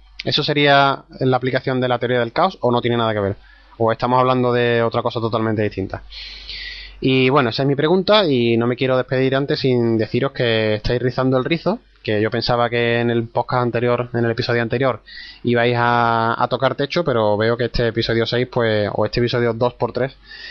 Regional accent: Seville, Andalusia, Spain; será porque somos sevillanos y os entiendo perfectamente

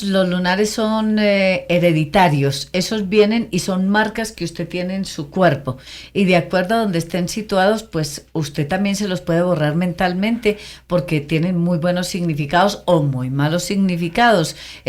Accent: Concordia, Antioquia, Colombia; como yo me metí a Concordia, mi pueblo natal, me fui, me quedé 15 días

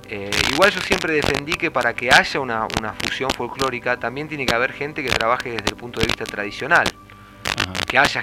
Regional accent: Buenos Aires, Argentina; born there; como yo nací en la ciudad, nací en Buenos Aires, y no nací en un ambiente criollo.

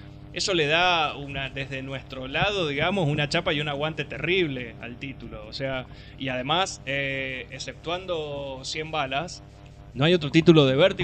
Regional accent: Argentina; nosotros como escuchas argentinos la deberíamos amar.

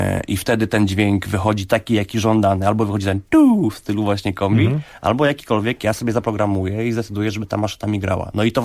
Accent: Ozimek, Opole Voivodeship, Poland; u rodziców tam w Ozimku, skąd pochodzę

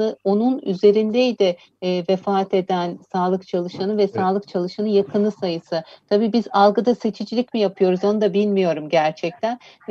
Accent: İzmir, Turkey; bir İzmir'de yaşayan kişi olarak, bir İzmirli olarak

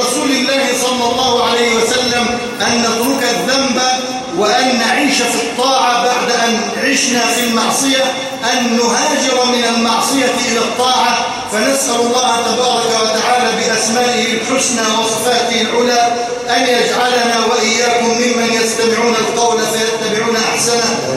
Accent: Egypt; اللهم إنا نسألك أن تجعل بلدنا مصر أمنا أمانا

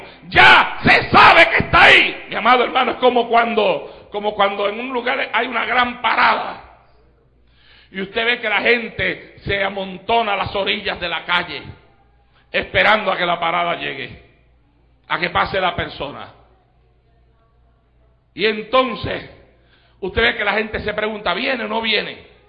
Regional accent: Puerto Rico; fue una celebración en Puerto Rico y entonces llegó a ir hasta mi pueblo y cuando llegó a nuestro pueblo le hicieron un recibimiento tremendo

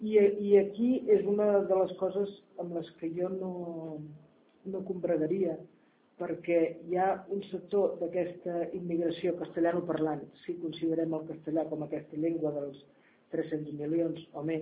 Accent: Masquefa, Catalonia, Spain; perquè és que sóc de Masquefa, que és un poble.

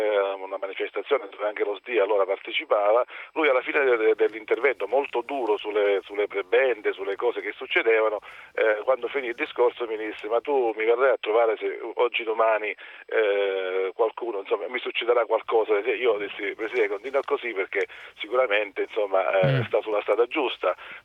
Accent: Teramo, Abruzzo, Italy; Io sono di Teramo

